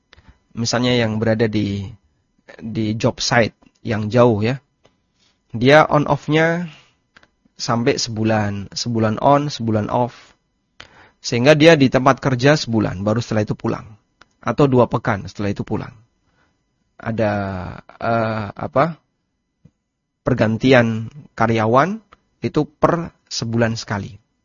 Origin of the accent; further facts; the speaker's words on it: Lamongan, East Java, Indonesia; now in Yogyakarta, Indonesia; Asal saya dari Lamongan. Saya pindah ke Jogja. Kemudian selanjutnya saya menjadi penduduk Jogja. Ya, rumah saya sekarang berada di Jogja.